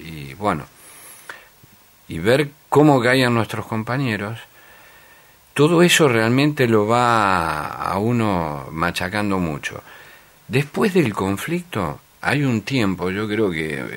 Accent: Argentina; nosotros somos, el argentino es muy exitista, es como el campeonato del mundo

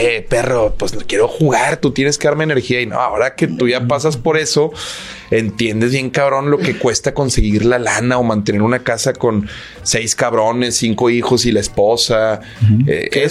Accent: Monterrey, Nuevo León, Mexico; como regios que somos

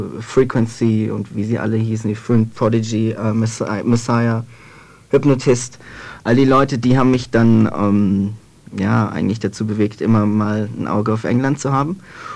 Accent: Würzburg, Bavaria, Germany; Ich komme aus Würzburg. War aber jahrelang oder eigentlich Zeit meines Lebens fast auf Internaten. Eines davon war bei Nürnberg in Bayern

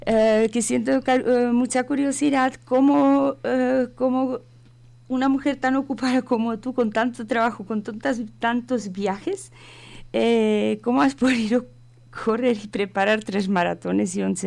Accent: Prague, Czechia; now in Spain; Yo soy de República Checa, de Praga.

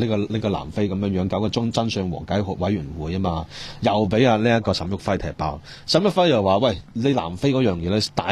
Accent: Hong Kong

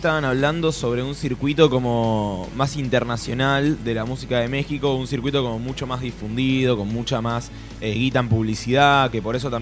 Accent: Argentina; yo siento que a mí me representan como, como argentino

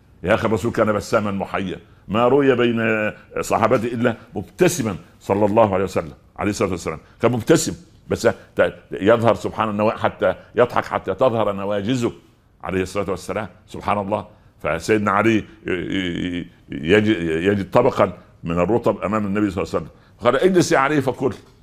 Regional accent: Upper Egypt, Egypt; او زي ما يقولوا الشوام وعندنا في الصعيد طنجرة ولقيت غطاها

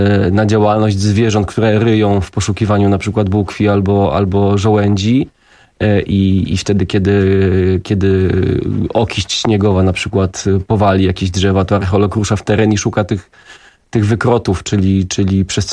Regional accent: Warsaw, Masovian Voivodeship, Poland; bo jestem warszawiakiem

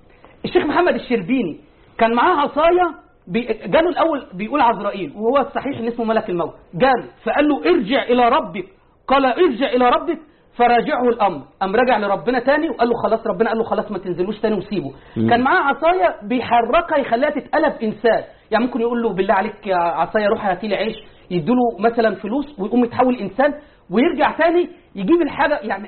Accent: Tanta, Gharbia, Egypt; الشيخ من طنطا وأنا من طنطا،

